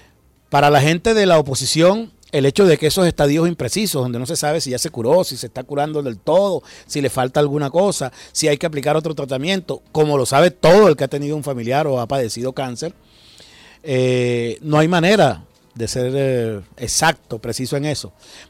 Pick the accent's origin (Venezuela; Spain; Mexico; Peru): Venezuela; Es verdaderamente terrible que nos suceda eso como venezolanos